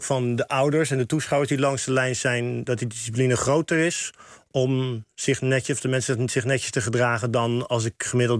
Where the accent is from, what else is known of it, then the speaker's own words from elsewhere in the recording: Rotterdam, South Holland, Netherlands; ook in Rotterdam, waar ik vandaan kom